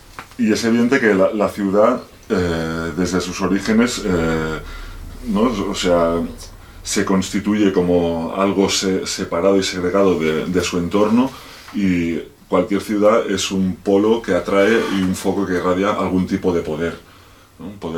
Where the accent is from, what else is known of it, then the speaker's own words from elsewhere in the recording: Barcelona, Catalonia, Spain; yo me crié en Barcelona y hace unos 20 años, ahora 20 años que vivo en entornos de montaña, pues en núcleos abandonados, sobre todo por el Pirineo, aunque también viví unos años en las montañas de Prades, en el interior de Tarragona.